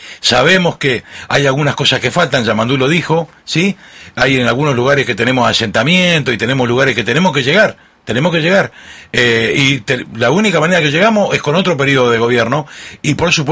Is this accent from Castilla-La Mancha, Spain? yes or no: yes; Castilla-La Mancha, Spain; Yo tengo la experiencia de mi pueblo en Toledo